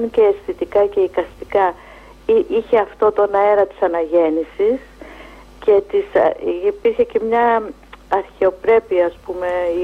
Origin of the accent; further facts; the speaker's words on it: Peloponnese, Greece; της Μάνης, που είναι και η πατρίδα μου, η καταγωγή μου είναι από τη Μάνη.